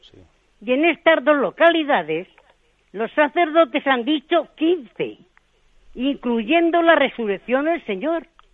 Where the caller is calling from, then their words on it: Albacete, Castilla-La Mancha, Spain; de Albacete.